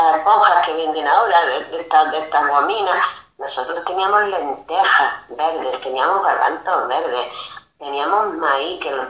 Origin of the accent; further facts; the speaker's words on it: Extremadura, Spain; born there; si tantos años que llevo aquí en San Celoni, y cada día me acuerdo más, es de Llerena, de La Serena, no sé, por ahí de Extremadura, y si cada día me acuerdo más de mi pueblo, digo, es que en nuestras raíces, hemos nacido allí.